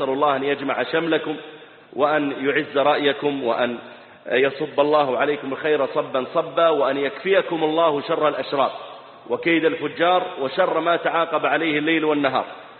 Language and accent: Arabic; Dammam, Eastern Province, Saudi Arabia; وقد عرفت الإخوة من البحرين قديما، فأنا نشأت في الدمام وولدت فيها